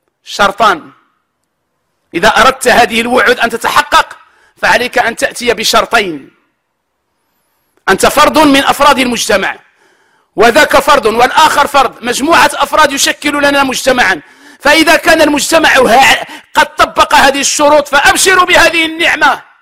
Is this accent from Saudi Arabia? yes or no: no; Morocco; نحن نعلم جميعا كمغاربة بأن هذه السنة من أسوأ السنوات